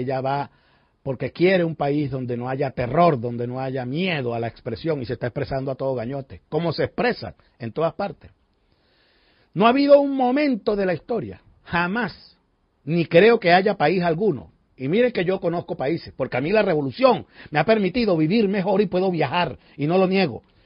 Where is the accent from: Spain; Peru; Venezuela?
Venezuela; con mucho dolor para nosotros que somos venezolanos como ellos